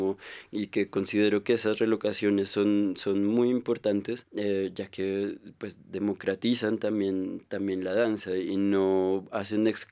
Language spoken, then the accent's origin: Spanish; Bogotá, Colombia; y pues estoy yo, que también soy bogotano, pero pues que soy un apasionado por la selva y sí, por el universo indígena.